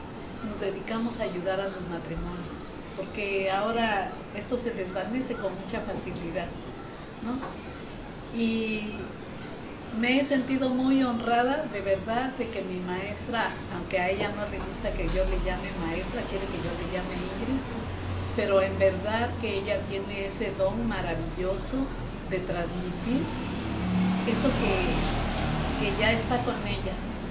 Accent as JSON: {"language": "Spanish", "region": "Oaxaca", "country": "Mexico", "said": "soy del Valle de Oaxaca. Estoy aquí con mi esposo poco más de 20 años, creo que vamos a hacer 25 años. Nosotros somos cristianos"}